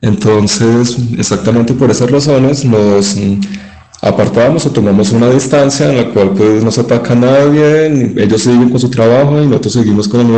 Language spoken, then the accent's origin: Spanish; Manizales, Caldas, Colombia; Yo soy de Manizales, allí comenzamos con la granja experimental.